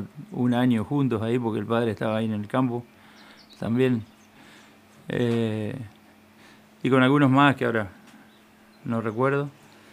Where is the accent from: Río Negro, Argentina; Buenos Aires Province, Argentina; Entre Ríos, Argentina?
Buenos Aires Province, Argentina; Punta Indio; nací acá en Punta Indio, que me crié toda la vida por acá, estuve un tiempito más para el lado de Jonte, ahí cuando mi viejo, que siempre toda la vida laburó en el campo, fue encargado de un campo acá sobre las Cuatro Bocas, pero después, bueno, estuve acá en Punta Indio siempre.